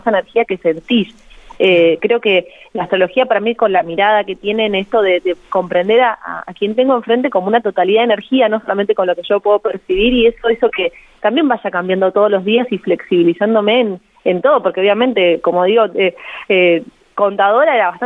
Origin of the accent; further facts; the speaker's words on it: Buenos Aires, Argentina; yo antes era contadora, soy de Buenos Aires, estudié contadora.